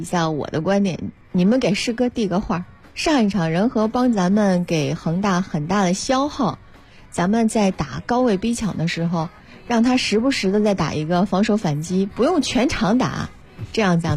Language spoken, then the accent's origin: Chinese; Shanghai, China; born there; 我是生在上海的。